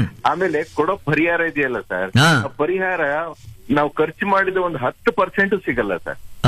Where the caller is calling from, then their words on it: Alur, Karnataka, India; ಹಾಸನ ಜಿಲ್ಲೆ ಆಲೂರು ತಾಲೂಕಿಂದ ಮಾತಾಡೋದು.